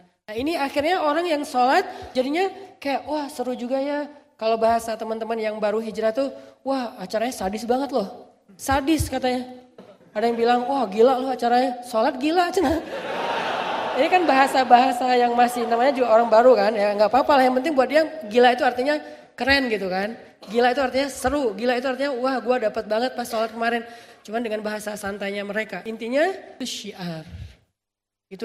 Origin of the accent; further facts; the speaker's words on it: Aceh, Indonesia; Saya waktu kecil kan di Aceh itu rumah saya depan rumah laut, belakang rumah gunung.